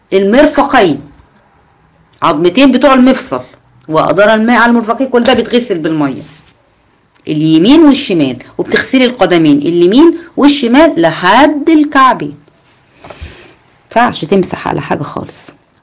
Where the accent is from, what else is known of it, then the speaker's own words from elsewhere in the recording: Egypt; احنا هنا ما اكثر التراب عندنا في مصر